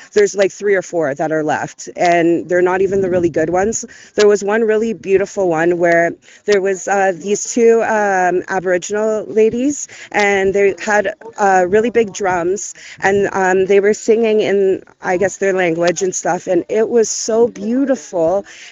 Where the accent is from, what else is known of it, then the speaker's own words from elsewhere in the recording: Brampton, Ontario, Canada; I came from Brampton by myself